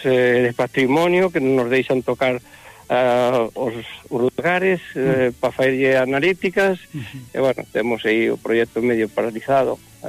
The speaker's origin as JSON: {"language": "Galician", "region": "Galicia", "country": "Spain", "said": "dicennos que somos os portugueses do norte. Eu digo que eles son os galegos do sur."}